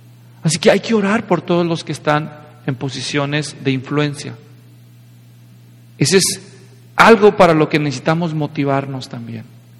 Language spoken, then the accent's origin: Spanish; Mexico; ¿Saben, hermanos? Yo soy mexicano.